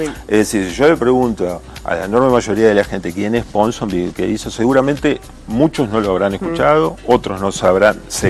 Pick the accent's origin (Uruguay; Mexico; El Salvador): Uruguay; Viste que uno a veces tiene como la tentación de definirse como uruguayo por antagonista